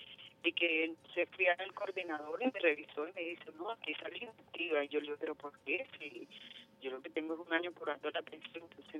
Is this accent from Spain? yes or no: no; Venezuela; nosotros, como venezolanos